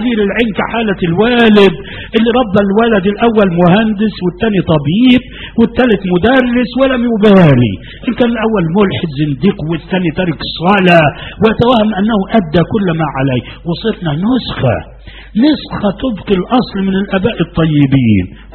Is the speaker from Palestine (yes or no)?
no; Egypt; وأنا في مصر هنا. أنا لم أستورد من السعودية أنا غير مستورد لا أبدا. نشأت هنا وولدت هنا. انظر وأنا مسلم قبل أن أكون مصريا وديني هو الإسلام.